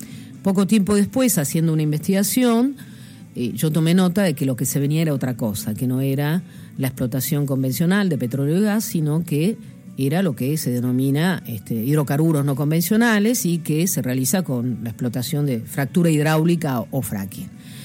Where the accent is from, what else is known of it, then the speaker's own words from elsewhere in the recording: Allen, Río Negro, Argentina; Yo vengo del Alto Valle de Río Negro, nací en una localidad, Allen, que tiene unos 30.000 habitantes, que se dedica desde hace casi 100 años a la producción de peras y manzanas. Mi familia se dedica a las chacras también